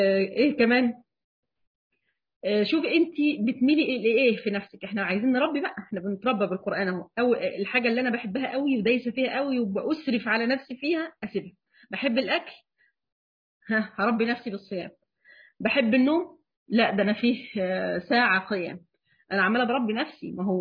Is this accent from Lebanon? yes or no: no; Egypt; دي الفجر عندنا في مصر بيدنا على 5:15